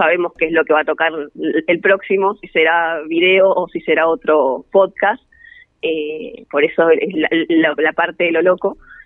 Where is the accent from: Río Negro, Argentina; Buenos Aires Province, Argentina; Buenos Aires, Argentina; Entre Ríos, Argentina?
Río Negro, Argentina; Bariloche; yo soy de Bariloche